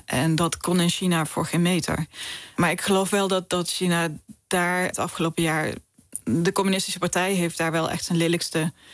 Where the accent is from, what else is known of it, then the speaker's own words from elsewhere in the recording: Geleen, Limburg, Netherlands; ik kom uit Geleen in Zuid-Limburg. En het ligt een beetje zo ingeknepen tussen België en Duitsland. En ja, aan het einde van Nederland eigenlijk.